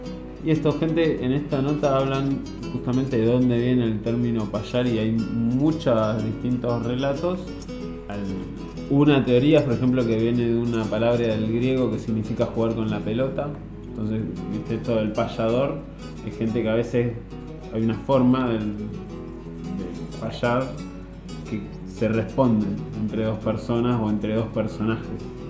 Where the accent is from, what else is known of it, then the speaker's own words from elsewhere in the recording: Argentina; Somos, dentro de este territorio somos argentinos, cruzar la frontera y dos cuerpos militares que te dicen que entras a Chile